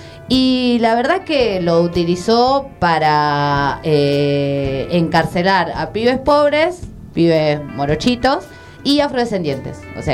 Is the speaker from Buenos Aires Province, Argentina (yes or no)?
yes; Buenos Aires Province, Argentina; yo que vengo de esos pavos de Zona Norte.